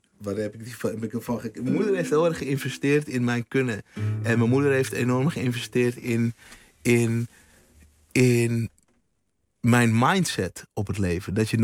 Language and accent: Dutch; Houten, Utrecht, Netherlands; in Houten, waar ik opgegroeid ben. Later ben ik naar de Bijlmer verhuisd